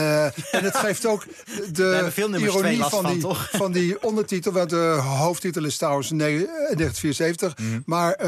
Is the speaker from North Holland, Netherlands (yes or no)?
yes; Haarlem, North Holland, Netherlands; ik was 17 en ik speelde in een band. En ik was bij de gitarist thuis in Haarlem, waar ik vandaan kwam.